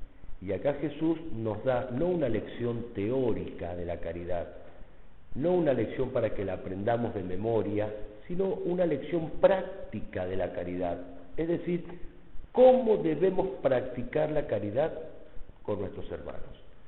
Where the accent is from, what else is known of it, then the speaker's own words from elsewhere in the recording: Mendoza, Argentina; pasa más o menos como en mi tierra, en Mendoza los chilenos no los queremos mucho.